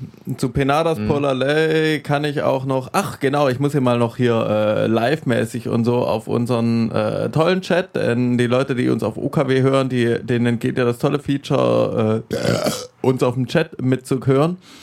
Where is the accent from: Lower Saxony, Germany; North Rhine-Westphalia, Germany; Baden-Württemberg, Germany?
Baden-Württemberg, Germany; Ich bin in der Gegend aufgewachsen.